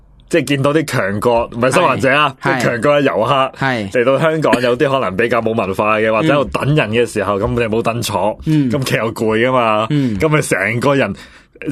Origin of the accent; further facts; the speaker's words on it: China; 呢啲踎刺，我哋中国人先用到噶